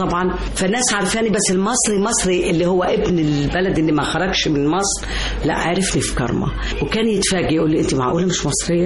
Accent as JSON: {"language": "Arabic", "country": "Jordan", "lives_now": "Egypt", "said": "يعني احنا عندنا في الأردن في أول رئيس وزراء سوري من الشام"}